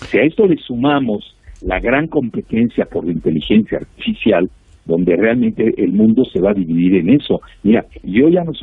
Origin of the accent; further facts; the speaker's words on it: Mexico; tenemos 55 millones de mexicanos que viven en Estados Unidos, sumados a los 124 millones que tenemos en México